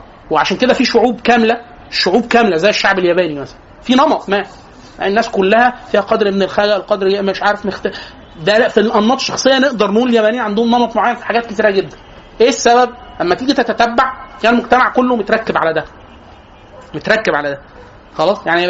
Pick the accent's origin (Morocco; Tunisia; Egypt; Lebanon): Egypt; احنا عندنا في مصر لازم نفترق مطبات عند النور